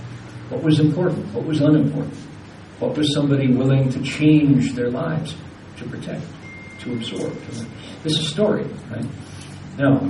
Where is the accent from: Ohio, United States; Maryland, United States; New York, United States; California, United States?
Ohio, United States; Toledo; because I'm an American, born and bred, Toledo, Ohio, is where I grew up, and I first met Chinese in high school. My high school in Toledo was one of the three high schools that offered Mandarin Chinese as an elective.